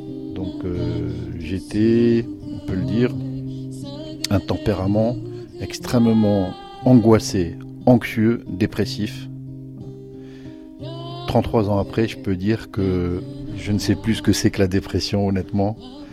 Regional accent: Morocco; moved away as an adult; j'ai quitté le Maroc à l'âge de 20 ans.

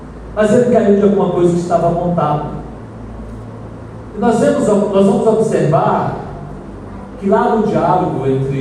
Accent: Northeast Region, Brazil; Fala mandacaru porque nós somos nordestinos, mandacaru é nosso.

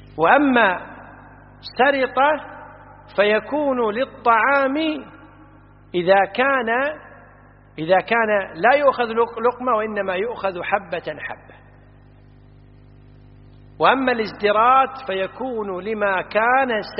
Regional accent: Kuwait; احنا عندنا في الكويت يقولون بلعت

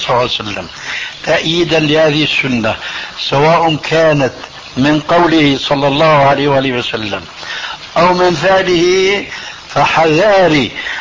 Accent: Syria; نضربها كما يقولون عندنا في الشام علاوية

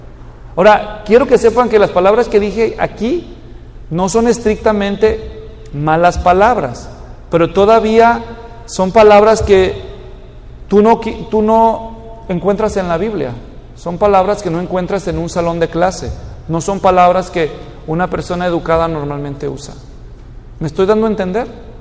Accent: Mexico; porque yo nací y crecí en México.

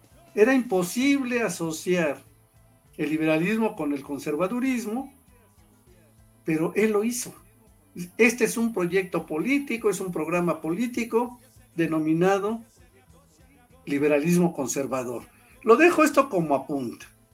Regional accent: Mexico; o como los mexicanos decimos, hasta alburero

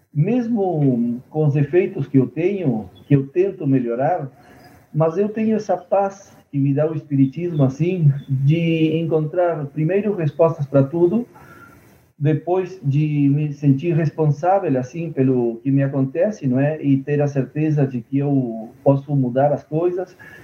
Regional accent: Rivera, Uruguay; moved away as an adult; now in Montevideo, Uruguay; Eu sou do norte do Uruguai, da fronteira com o Brasil. Sou de uma cidade que chama-se Ribeira, em frente à cidade gaúcha Santana do Livramento. Eu, quando morava na minha cidade, morei aí até os 18 anos, daí eu vim morar em Montevidéu para estudar

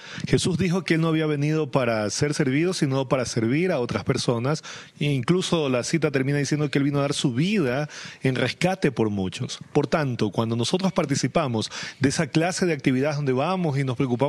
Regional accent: Ecuador; moved away as an adult; now in Bolivia; Yo soy ecuatoriano. Y estoy trabajando aquí en Bolivia hace ya 4 años. Este es mi 4º año acá

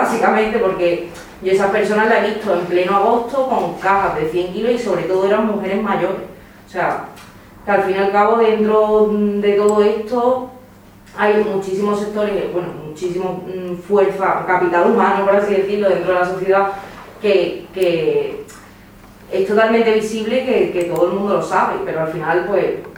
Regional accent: Ceuta, Spain; yo es que soy de Ceuta y en Ceuta hay un fenómeno, la verdad, bastante llamativo

